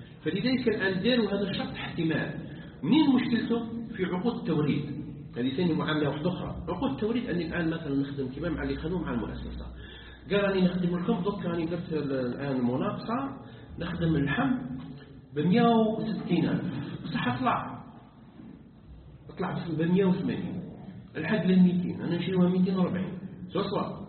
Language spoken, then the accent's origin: Arabic; Algeria; بينما احنا عندنا في الجزائر مجلس اللي يفتي للبنوك الاسلاميه